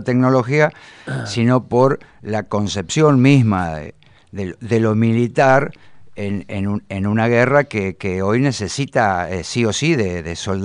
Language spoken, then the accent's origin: Spanish; Bahía Blanca, Buenos Aires Province, Argentina; Y mucho bahiense de clase media, careta, pónganle el adjetivo que quieran, nos queremos parecer demasiado a los porteños